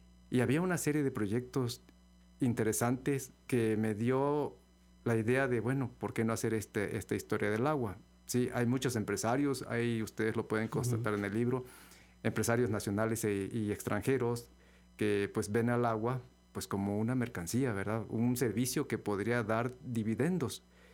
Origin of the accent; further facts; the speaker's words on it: La Gloria, Veracruz, Mexico; De La Gloria, del municipio de Úrsulo Galván. Ahí nací. Entonces cuando era niño pues teníamos esa dicha.